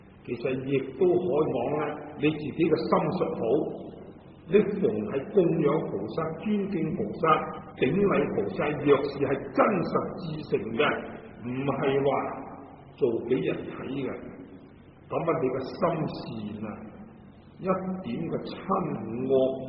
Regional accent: Guangdong, China; 咁啊，我哋广东人如果话食萝卜啊，佢就话破气啦

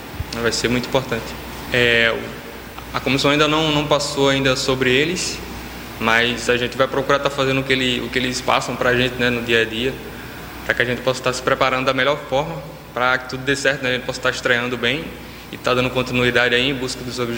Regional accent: Natal, Rio Grande do Norte, Brazil; Eu tenho 23 anos, eu sou de Natal. Eu comecei minha carreira lá no time do interior lá.

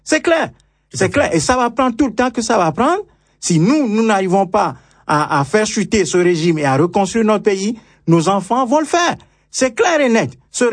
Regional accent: Togo; Nous sommes des Togolais à l'étranger, nous souffrons, hein, le martyr.

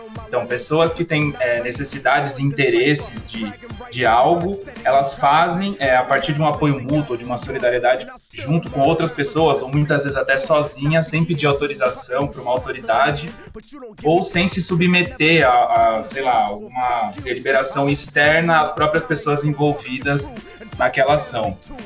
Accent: São Paulo, Brazil; eu sou de São Paulo

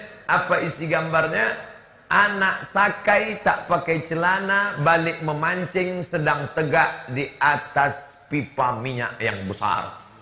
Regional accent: Riau, Indonesia; Saya dari Riau, kabupaten di tempat kami, ada yang zakatnya 10 miliar.

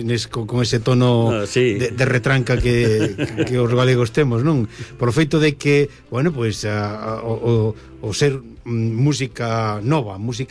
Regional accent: Ourense, Galicia, Spain; Este grupo é da miña terra.

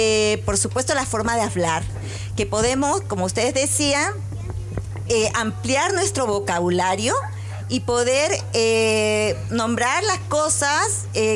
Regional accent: Peru; now in Chile; Yo vengo de Perú

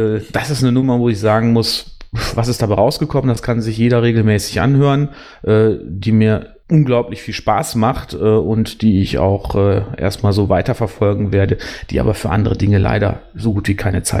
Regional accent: North Rhine-Westphalia, Germany; born there; denn ich bin 2010 erst in den Kreis Borken gezogen und komme gebürtig aus dem Kreis Wesel.

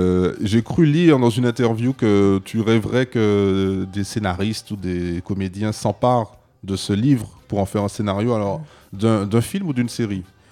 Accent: Martinique; Alors moi, je suis martiniquais

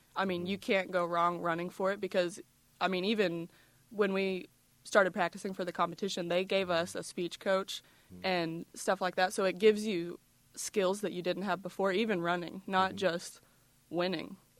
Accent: Tahlequah, Oklahoma, United States; Well, I was born and raised in Tahlequah. I go to the University of Arkansas currently.

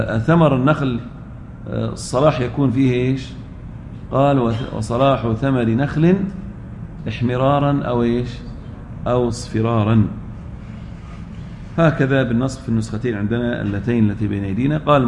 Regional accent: Al-Ahsa, Eastern Province, Saudi Arabia; مثل بعض الرطب عندنا في الأحساء

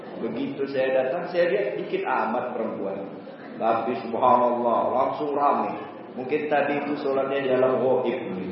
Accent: Pontianak, West Kalimantan, Indonesia; Saya dari Pontianak. Pontianak Palembang itu mirip-mirip sedikit lah.

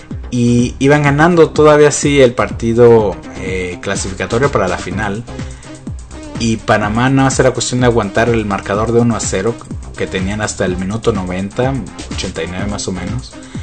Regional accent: Mexico; yo soy mexicano y tal vez por eso no lo pensé así en ese momento.

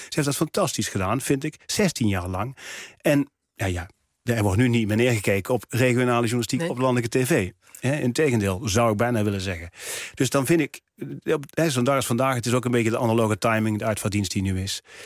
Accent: Gemert, North Brabant, Netherlands; Dat ging, dat er waren in Geemert, waar ik vandaan kom, waren op het kasteel waren spelen.

